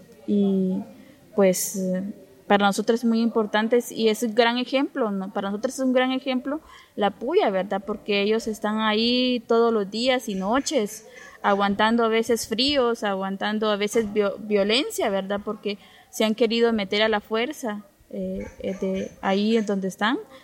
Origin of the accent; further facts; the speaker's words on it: Camután, Chiquimula, Guatemala; soy Maya Chortí, de Camután, Chiquimula.